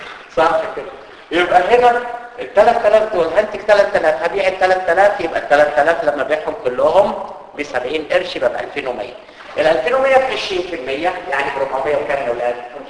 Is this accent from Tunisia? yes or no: no; Cairo, Cairo Governorate, Egypt; احنا عندنا في مصر كده خطيره، في القاهره بالذات.